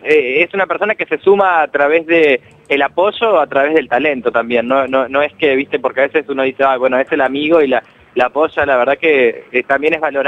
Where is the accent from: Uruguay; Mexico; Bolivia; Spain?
Uruguay; moved away as an adult; now in Argentina; En realidad soy uruguayo, nací en Uruguay y vivo hace bastante, ya casi 13 o 14 años acá.